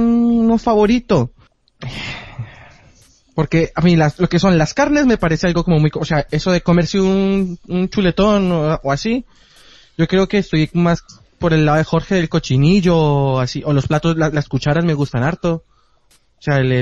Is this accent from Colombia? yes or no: yes; Bogotá, Colombia; now in Madrid, Spain; En mi país comer mariscos es, o sea, se come también, pero nosotros, Bogotá está a ser una ciudad interior, no